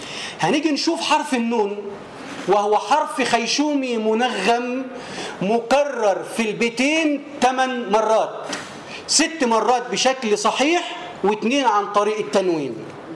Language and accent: Arabic; Tanta, Gharbia, Egypt; وهو من الأطباء المشهود لهم بالكفاءة عندنا في طنطا